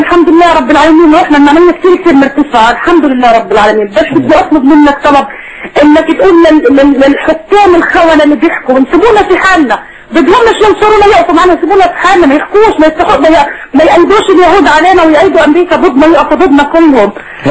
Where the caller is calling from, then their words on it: Gaza, Gaza Strip, Palestine; معلش أنا بحكي من غزة من